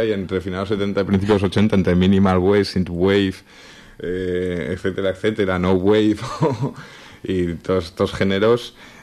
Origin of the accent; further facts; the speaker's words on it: Tudela, Navarre, Spain; yo soy natural de Tudera, voy a empezar por mi propia experiencia